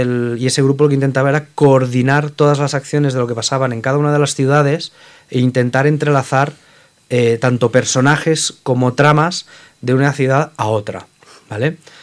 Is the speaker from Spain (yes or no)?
yes; Barcelona, Catalonia, Spain; yo me tuve que volver a Barcelona, que es de donde soy.